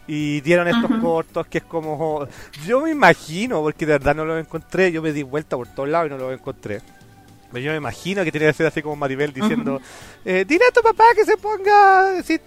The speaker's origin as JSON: {"language": "Spanish", "country": "Chile", "said": "siendo chileno te preguntas"}